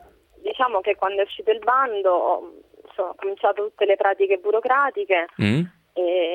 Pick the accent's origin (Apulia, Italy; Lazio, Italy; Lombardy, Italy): Lazio, Italy; Rome